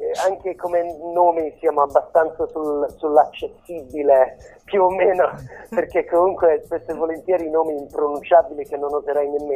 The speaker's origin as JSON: {"language": "Italian", "region": "England", "country": "United Kingdom", "second_language": "Italian", "lives_now": "Rome, Italy", "said": "io sono inglese in verità, però in questo momento vivo a Roma."}